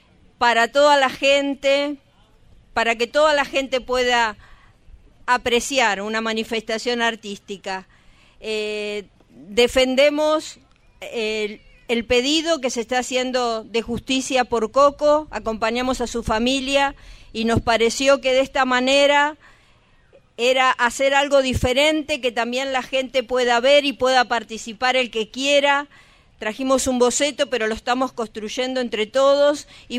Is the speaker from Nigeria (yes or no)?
no; Lago Puelo, Chubut, Argentina; tanto la gente del Bolsón como nosotros que somos del Lago Puelo, las jubiladas estamos acá acompañando